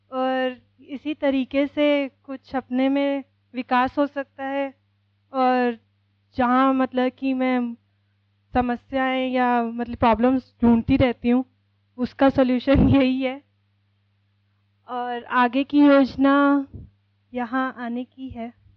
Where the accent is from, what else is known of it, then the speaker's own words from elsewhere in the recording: Delhi, India; मैं दिल्ली से आई हूँ।